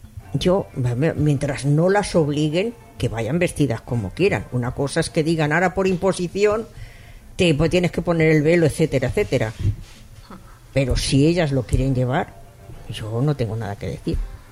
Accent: Spain; yo me considero, pues oye, española sí

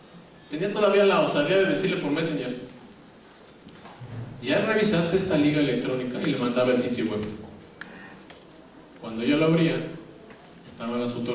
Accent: Mexico; Como buenos mexicanos, cuando nos piden llenar un formulario, siempre, no sé por qué, ahí sí somos perfectibles

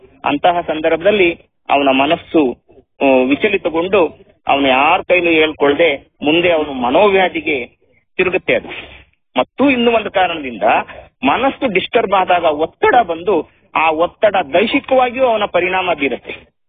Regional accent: Jinnenahalli, Karnataka, India; ನಾನು ಹಾಸನ ಜಿಲ್ಲೆಯವನೇ. ಹಾಸನ ಜಿಲ್ಲೆಯ ಚಂದ್ರಾಯಪಟ್ಟಣ ತಾಲೂಕಿನ ಹಿರಿಸಾವೆ ಹೋಬಳಿ ಜಿನ್ನೇನಹಳ್ಳಿ ಗ್ರಾಮದವನು. ಅಲ್ಲಿಯ ಒಂದು ರೈತ ಕುಟುಂಬದಿಂದ ಬಂದವನು.

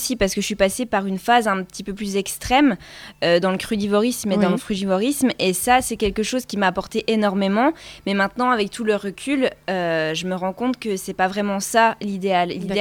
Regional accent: Le Ménil, Grand Est, France; now in Plombières-les-Bains, France; je viens pas tout à fait de Plombières-les-Bains, je suis plus originaire des Hautes-Vosges, donc au Ménil.

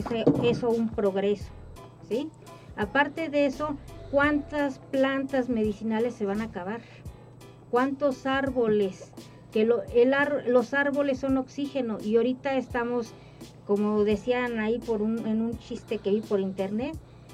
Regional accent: Mexico; no creo que este progreso sea realmente el que queremos como mexicanos, como mexicanas.

